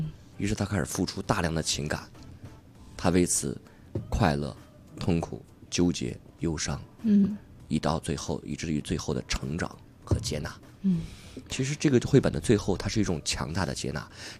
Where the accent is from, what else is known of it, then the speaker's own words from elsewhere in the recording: Beijing, China; 是我们北京人非常优秀的演员